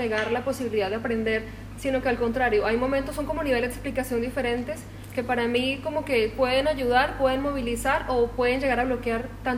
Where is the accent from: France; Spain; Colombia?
Colombia; soy de Colombia, sí, para quienes no me conocen.